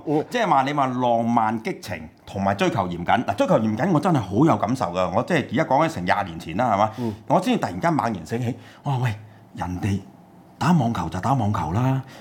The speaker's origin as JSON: {"language": "Cantonese", "country": "China", "said": "我哋中國人咧，咁其實我哋差不多先生咧係有條件嘅"}